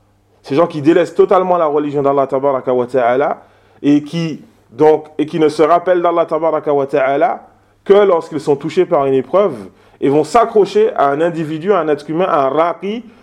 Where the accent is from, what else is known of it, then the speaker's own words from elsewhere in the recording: Martinique; Aux Antilles, hier, je parlais de ça avec un Guadeloupéen. Chez nous, en Martinique, c'est le même cas.